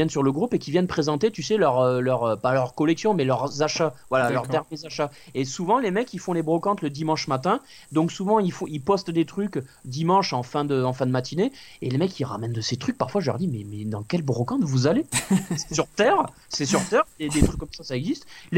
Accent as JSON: {"language": "French", "town": "Toulouse", "region": "Occitanie", "country": "France", "said": "Je salue les Toulousains, parce que je suis Toulousain d'origine."}